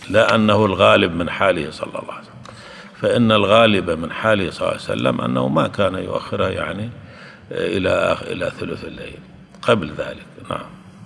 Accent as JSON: {"language": "Arabic", "country": "Syria", "said": "عندنا في سوريا"}